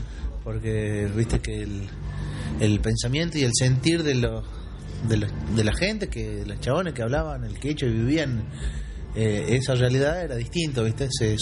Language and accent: Spanish; Jujuy, Argentina; now in Córdoba, Argentina; Somos jujeños, los cuatro, y somos jujeños que ya llevamos más o menos la mitad de nuestra vida vivida en Córdoba.